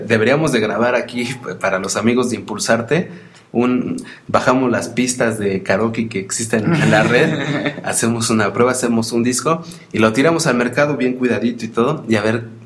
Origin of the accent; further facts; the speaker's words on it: Mexico; como mal mexicano yo te digo, ¿no?